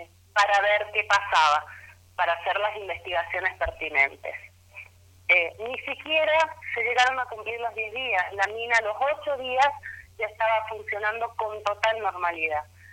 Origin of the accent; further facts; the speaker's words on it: Argentina; necesitamos unirnos como pueblo argentino